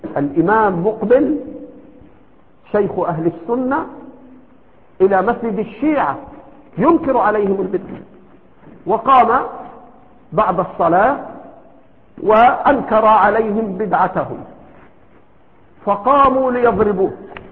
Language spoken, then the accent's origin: Arabic; Egypt; إما أنه هنا عندنا في مصر إما أنه يجهل تلك الأصول